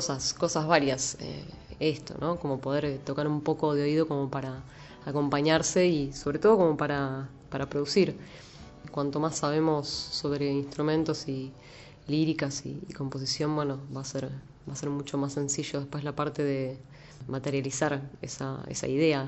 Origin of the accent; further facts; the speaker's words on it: Viedma, Río Negro, Argentina; tengo casi 34 años. Soy la menor de dos hermanas, nacida y criada en Viedma, Río Negro.